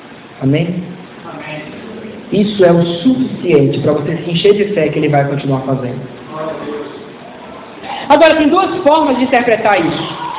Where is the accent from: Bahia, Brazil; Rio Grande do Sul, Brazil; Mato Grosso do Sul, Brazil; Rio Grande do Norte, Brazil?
Bahia, Brazil; Eu seria extremamente ofendido se uma pessoa do Sul falasse isso, mas como baiano, fala baiano.